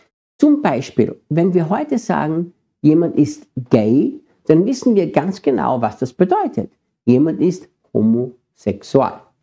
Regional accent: Austria; Ich bin ja Österreicher und manchmal merke ich, dass wir in Österreich oft ein bisschen andere Worte verwenden als in Deutschland oder in der Schweiz.

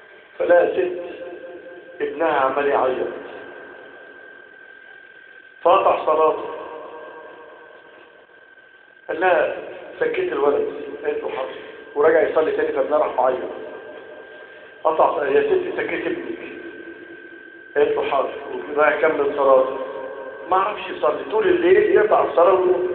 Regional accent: Egypt; اللهم احفظ بلادنا مصر

